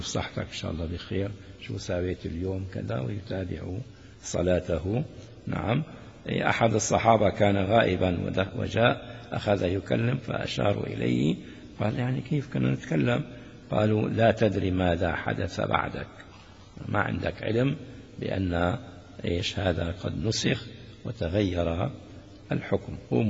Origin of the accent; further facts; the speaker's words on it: Damascus, Damascus Governorate, Syria; يقولون العامة عندنا في سوريا في دمشق الشام خاصة